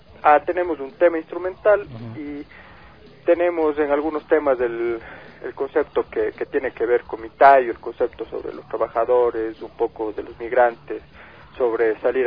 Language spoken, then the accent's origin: Spanish; Ecuador; buscábamos un nombre que nos dé identidad como pueblo, identidad como ecuatorianos